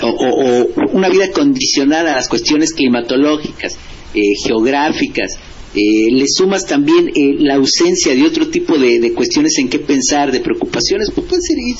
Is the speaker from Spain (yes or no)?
no; Mexico; Yo como mexicano, pues nací, soy hijo de la crisis.